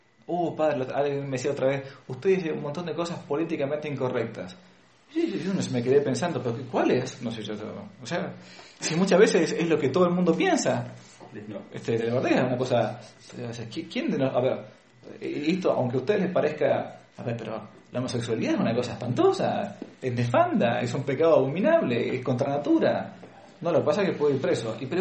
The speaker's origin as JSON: {"language": "Spanish", "country": "Argentina", "tie": "born or raised there", "said": "que uno había recibido cuando era chico, por ejemplo, en Argentina, ¿no? En Hispanoamérica."}